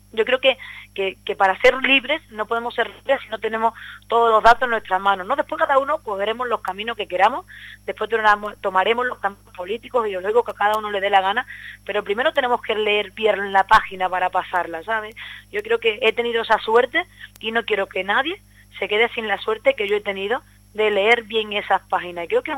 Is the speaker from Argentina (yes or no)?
no; Seville, Andalusia, Spain; Es donde casi nací en Sevilla, pero bueno, es donde he nacido, donde me he criado, donde tengo todas mis raíces